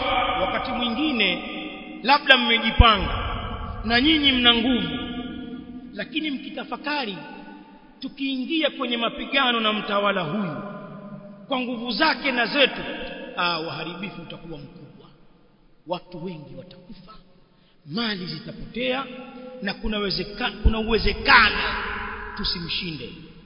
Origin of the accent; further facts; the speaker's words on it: Tanzania; Haya tuliyazungumza kwa miaka mingi kule kwetu Tanzania